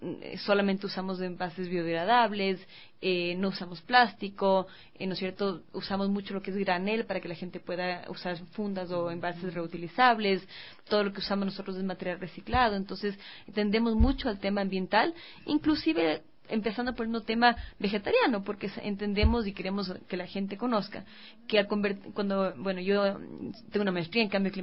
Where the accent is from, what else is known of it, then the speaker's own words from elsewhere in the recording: Ecuador; y nosotros como ecuatorianos somos una cultura que consume, ¿no es cierto?, carne de cerdo